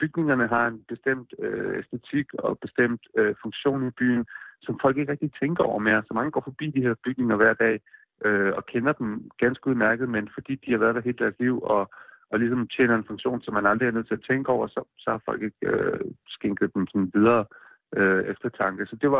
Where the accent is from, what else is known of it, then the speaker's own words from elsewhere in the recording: Odense, Region of Southern Denmark, Denmark; now in United States; Altså jeg voksede op i Odense